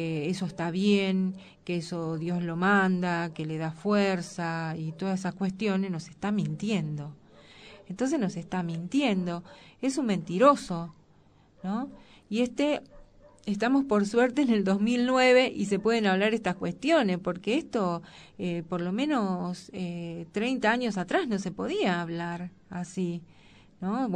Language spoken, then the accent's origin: Spanish; Argentina; Nosotros, como argentinos, pero no podemos hacer, pero como mujeres sí podemos hacer esa crítica.